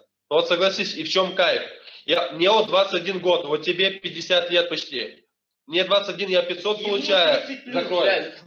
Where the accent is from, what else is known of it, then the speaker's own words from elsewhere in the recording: Kirov, Kirov Oblast, Russia; Я не Тула, мы из Кирова.